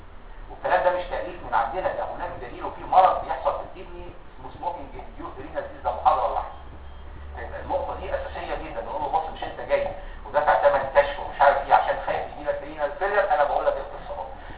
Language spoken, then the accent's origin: Arabic; Egypt; في دواء نزل سنه 2006 وهيكون عندنا في مصر ان شاء الله السنه الجايه 2009